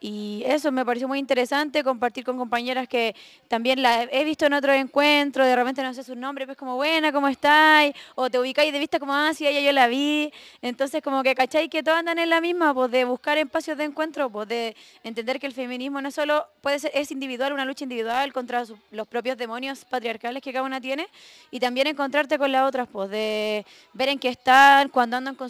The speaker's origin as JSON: {"language": "Spanish", "town": "Talca", "region": "Maule", "country": "Chile", "tie": "born or raised there", "lives_now": "Santiago, Chile", "said": "de Santiago, pero soy de Talca principalmente, toda mi vida viví allá."}